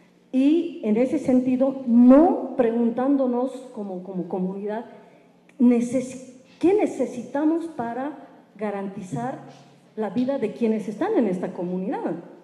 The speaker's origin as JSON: {"language": "Spanish", "country": "Bolivia", "said": "soy de Bolivia, soy aymara, soy feminista comunitaria, y ahí, bien, bien, y soy lesbiana."}